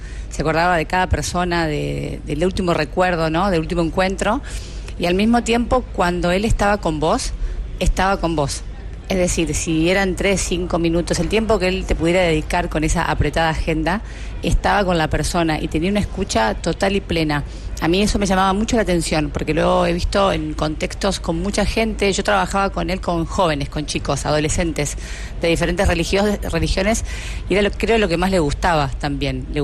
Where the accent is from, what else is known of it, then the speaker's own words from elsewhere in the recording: Argentina; el sentimiento que tengo es tanto como argentina